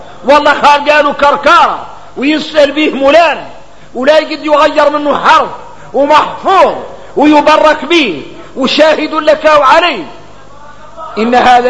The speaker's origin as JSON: {"language": "Arabic", "country": "Mauritania", "said": "احنا نعرف الحديث متفق عليه غنى احنا موريتاني"}